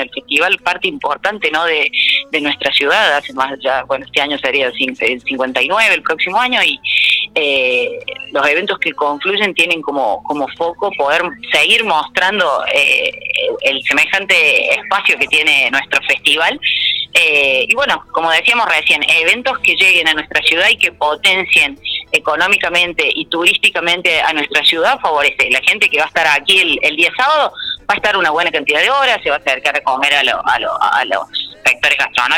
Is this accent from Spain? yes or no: no; Argentina; lo que ha generado este último mundial para nosotros también como argentinos ha sido bastante movilizante